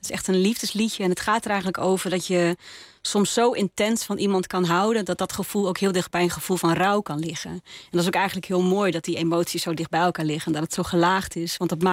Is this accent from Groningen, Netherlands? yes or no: yes; Groningen, Netherlands; also born or lived in North Brabant; Ik zing in het Gronings. Dat doe ik nou al een dikke 10 jaar, denk ik. Ik ben ook echt geboren en getogen Groninger. Heb voor mijn studie wel een poosje in Brabant gewoond.